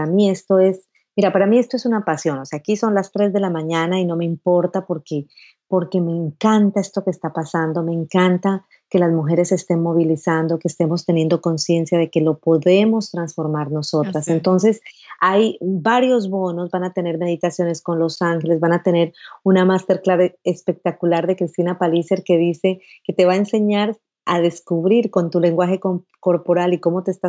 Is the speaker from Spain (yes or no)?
no; Putumayo, Colombia; born there; lo que me enseñó mi abuelo allá en el Putumayo, en el Amazonas colombiano, que es donde yo nací.